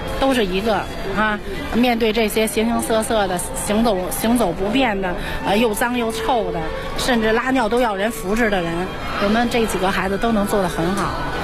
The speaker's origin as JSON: {"language": "Chinese", "region": "Beijing", "country": "China", "said": "我们北京人经常每天几乎都有能听到这种话"}